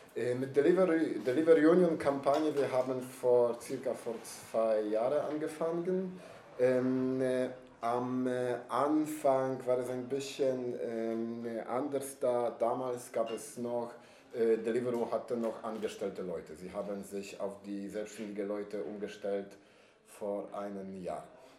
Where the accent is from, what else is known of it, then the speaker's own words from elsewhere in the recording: Poland; German is a second language; now in Berlin, Germany; also ich bin aus Polen und ich habe nie so ein gutes Arbeit gehabt